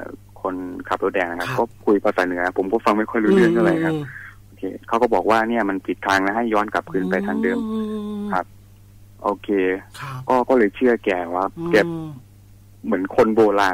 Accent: Roi Et, Thailand; อ๋อผมเป็นคนร้อยเอ็ดครับแต่ว่าไปเรียนที่มหาสารคามครับ

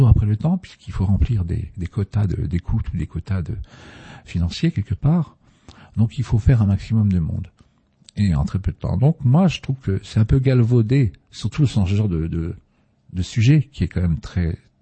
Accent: Boulogne-sur-Mer, Hauts-de-France, France; je suis né à Boulogne-sur-Mer dans le Pas-de-Calais, il y a un peu plus de 62 ans maintenant. J'ai vécu là-bas, dans ce monde, dans ce nord, pardon, dans ce beau pays quand même

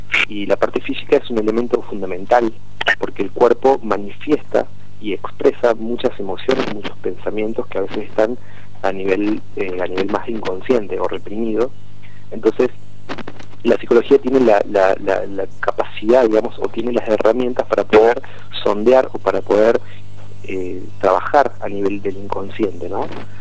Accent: Córdoba, Argentina; De Córdoba, de la Sierra.

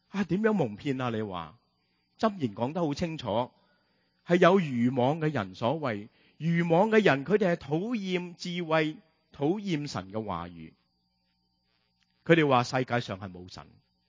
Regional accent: Hong Kong; 我们香港人成日都说，哎呀地底泥啊，贱过泥啊

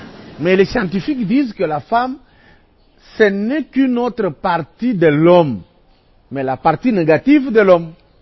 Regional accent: DR Congo; Mais ici, chez nous, au Congo, en RDC

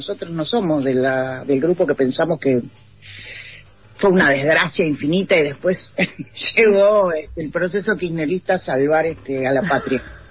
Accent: Uruguay; now in Argentina; Yo que vengo de Uruguay, llegué en el 92, 93 a vivir a Argentina y no pasaba eso.

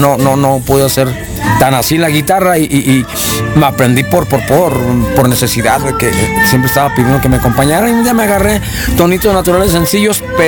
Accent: León, Guanajuato, Mexico; yo nací aquí en la ciudad de León, Guanajuato. Y nací en la colonia Bellavista, en la calle Guatemala. Y pues orgullo de aquí, panza verde.

